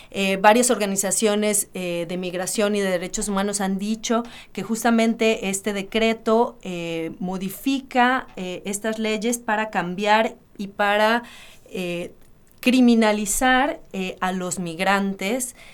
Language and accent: Spanish; Mexico; now in Argentina; Nosotros como mexicanos nos toca, bueno, muy, muy de cerca.